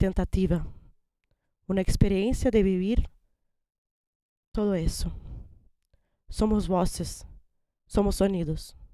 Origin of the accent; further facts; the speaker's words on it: Porto Alegre, Rio Grande do Sul, Brazil; Spanish is a second language; soy de Porto Alegre, Brasil.